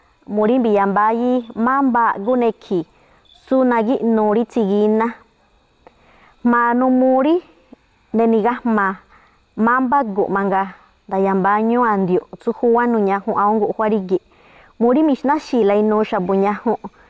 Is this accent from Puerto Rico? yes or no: no; Tlacoapa, Guerrero, Mexico; soy del municipio de Tlacuapa, Guerrero, en la zona de la montaña. Hablo la lengua mepa.